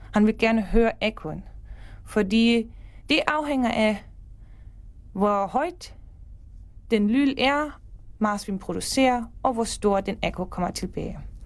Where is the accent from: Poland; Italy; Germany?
Germany; Danish is a second language; now in Denmark; og jeg er tysker, men jeg bor i Danmark de sidste 6 år.